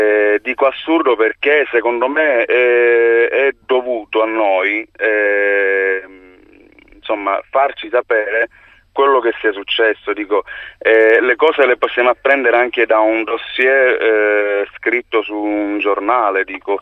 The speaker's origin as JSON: {"language": "Italian", "town": "Palermo", "region": "Sicily", "country": "Italy", "said": "Io da palermitano volevo dire che secondo me è ancora più assurda è la cosa che insomma un palermitano deve andarsi a comprare il libro"}